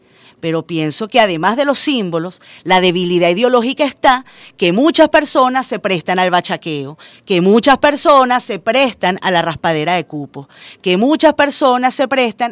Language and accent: Spanish; Venezuela